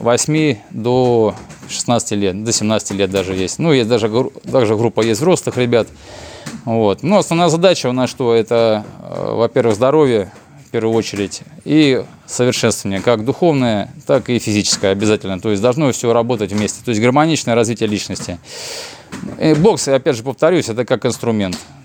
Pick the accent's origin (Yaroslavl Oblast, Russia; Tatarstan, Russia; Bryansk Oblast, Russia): Bryansk Oblast, Russia; Bryansk; Да, я местный житель, я брянский коренной житель.